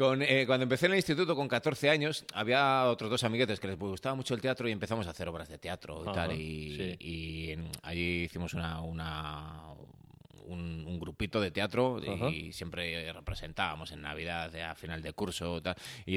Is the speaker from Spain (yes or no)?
yes; Valladolid, Castile and León, Spain; Sí, yo nací en Valladolid capital. Mi padre es de Castronuño.